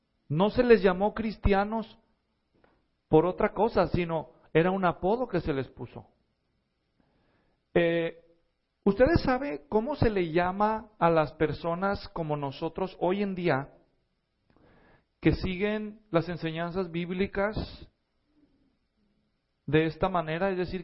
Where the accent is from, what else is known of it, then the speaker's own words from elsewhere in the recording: Mexico; Porque los latinos nunca hacemos eso, nosotros no, especialmente si somos mexicanos, ¿verdad?